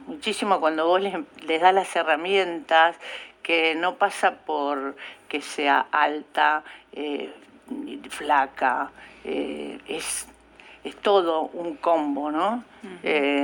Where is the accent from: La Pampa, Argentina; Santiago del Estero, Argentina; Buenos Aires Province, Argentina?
La Pampa, Argentina; moved away; Como cuando yo vine de La Pampa, ¿no?